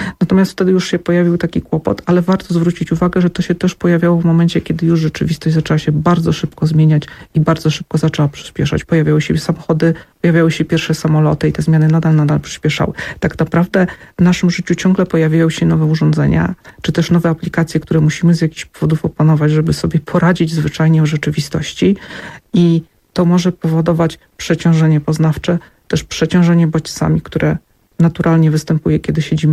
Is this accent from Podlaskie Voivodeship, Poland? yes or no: no; Zamość, Lublin Voivodeship, Poland; Ja pochodzę z Zamościa.